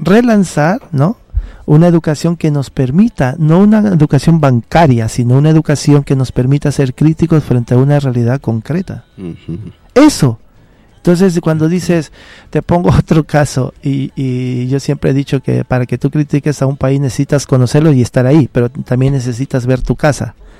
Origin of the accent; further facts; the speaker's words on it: Lota, Biobío, Chile; yo soy pobre, soy de Lota.